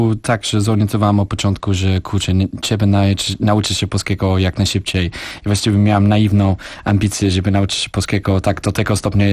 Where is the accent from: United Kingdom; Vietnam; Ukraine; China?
United Kingdom; Polish is a second language; now in Poland; byłem Brytyjczykiem, urodziłem się w wolnym kraju, który cieszył się z 1000 lat wolności, suwerenności i tak dalej.